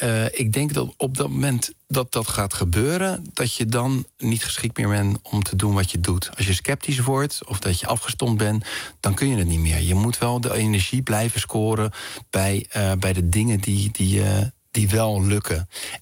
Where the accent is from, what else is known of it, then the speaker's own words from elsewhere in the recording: Rotterdam, South Holland, Netherlands; als je een echte vriend bent, waar ik vandaan kom, in Rotterdam, dan ben je een ouwe dibbes.